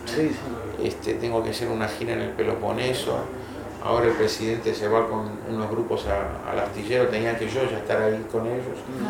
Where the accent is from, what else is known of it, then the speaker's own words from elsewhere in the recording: Quilmes, Buenos Aires Province, Argentina; Yo nací en Quilmes. Ah, fui criado en Quilmes.